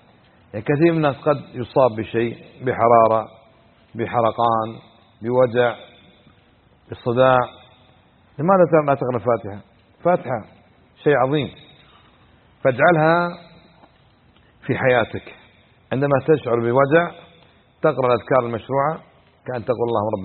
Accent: Kuwait; كان عندنا في الكويت

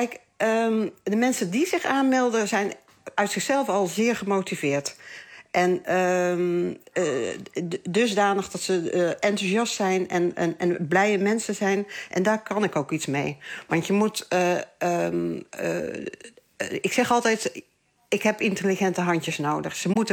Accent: Gelderland, Netherlands; Ik kom natuurlijk zelf uit de Betuwe. Ik ben geboren in de Betuwe.

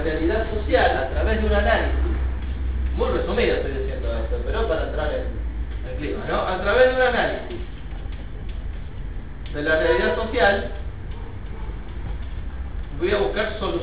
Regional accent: Luján, Buenos Aires Province, Argentina; Yo soy de Luján, escrito de Luján.

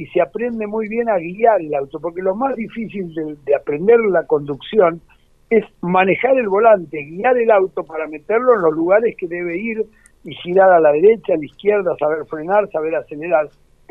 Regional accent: Buenos Aires, Argentina; born there; era un tipo del barrio, Mataderos, donde yo nací. Yo soy uno de los pocos pilotos porteños

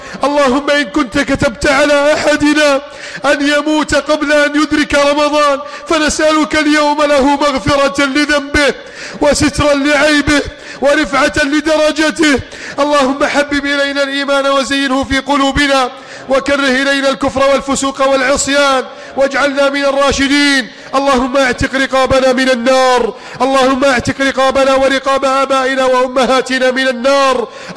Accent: Egypt; اللهم من أراد بلادنا مصر بسوء فأشغله بنفسه

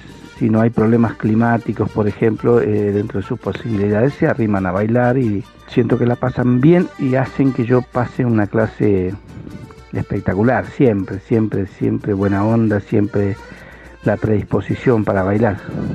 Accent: Argentina; este arte que nos representa como argentinos

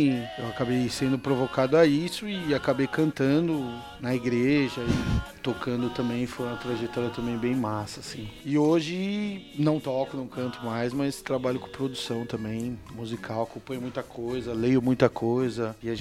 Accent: São Paulo, Brazil; né? Eu nasci aqui em São Paulo mesmo, na maternidade de São Paulo. Morei e moro entre Campo Limpo, Zona Sul e Taboão da Serra, né? Cresci nesses dois territórios.

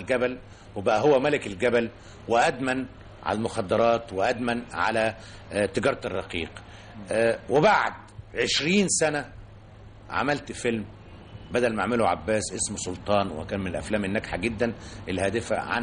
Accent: Sayyida Zeinab, Cairo Governorate, Egypt; born there; أنا من مواليد السيدة زينب

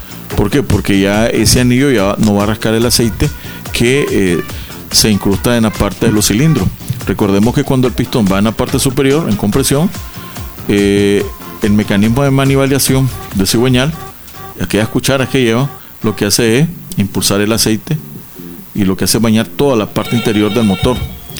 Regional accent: Nicaragua; somos, porque todos somos, los nicaragüenses bien así

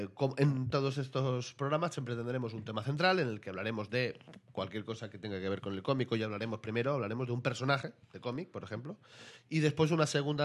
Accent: Catalonia, Spain; se me ha notado que soy catalán.

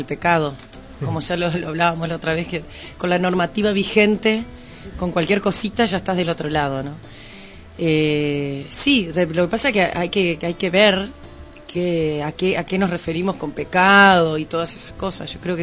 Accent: Paysandú, Uruguay; yo nací en Paysandú, me crié mucho tiempo campo. En el campo mismo

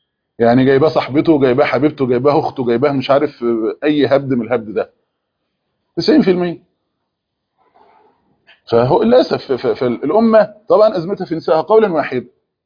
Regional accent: Egypt; احنا كان عندنا في مصر كام واحدة كده حيزبونة

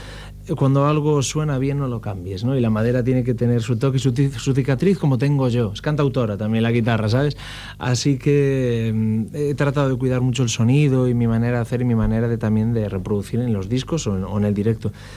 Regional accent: Ferrol, Galicia, Spain; Pero si yo estoy aquí con mi guitarra que vengo de Ferrol a cantar y gritando, yo me temblaba las piernas.

